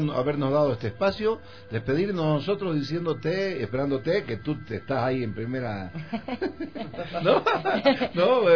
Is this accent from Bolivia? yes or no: yes; Bolivia; born there; moved away; Somos nacidos en Bolivia, pero trabajamos acá y nos sentimos en casa con todos ustedes.